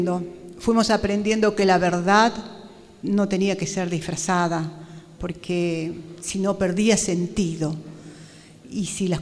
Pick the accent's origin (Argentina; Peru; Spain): Argentina; Jujuy; Yo soy de La Puna